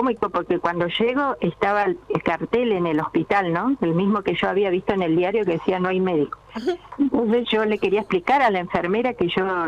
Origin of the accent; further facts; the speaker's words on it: Comodoro Rivadavia, Chubut, Argentina; also born or lived in Sarmiento / Córdoba; Yo nací en Sarmiento, a los 2 años me fui a Comodoro, ahí estuve en la escuela 150, kilómetro 8, después cursé en el María Auxiliadora y me fui a Córdoba a estudiar.